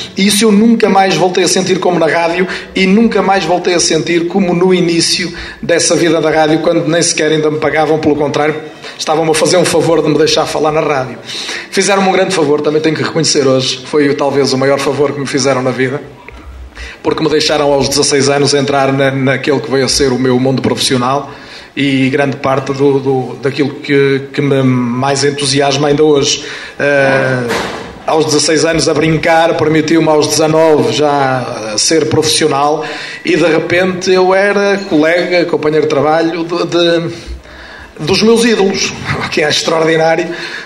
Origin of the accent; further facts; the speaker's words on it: Paredes, Porto, Portugal; eu sou de Paredes, a minha terra teve dois alvarás de rádio